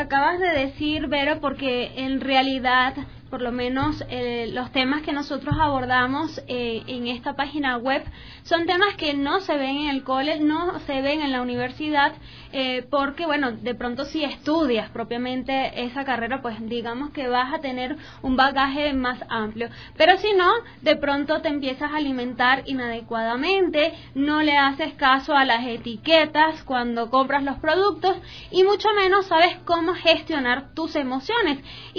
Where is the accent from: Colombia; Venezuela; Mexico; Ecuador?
Venezuela; para nadie es un secreto que soy venezolana o somos venezolanas las tres